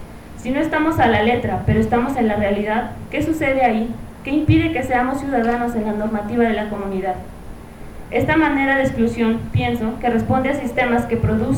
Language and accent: Spanish; Hidalgo, Mexico; las mujeres de la región de donde soy, que es del Valle del Mezquital